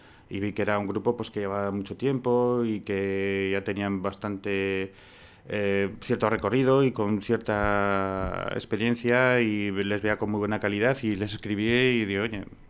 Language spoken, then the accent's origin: Spanish; Tudela, Navarre, Spain; moved away as an adult; soy de Tudela, de toda la vida, ¿eh? Lo que ocurre que, pues eso, hace más o menos 20 años pues me fui a estudiar a Madrid, cine, y ya pues ahí enganché trabajando. Y he estado, pues eso, digamos 20 años no viviendo continuo aquí, sino que iba y venía